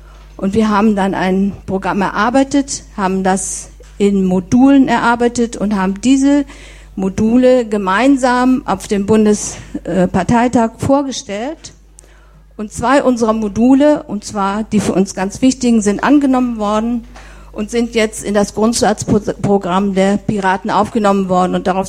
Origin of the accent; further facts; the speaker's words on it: Soest, North Rhine-Westphalia, Germany; von der der Sven eben erzählt hat. … Ich komme aus Soest.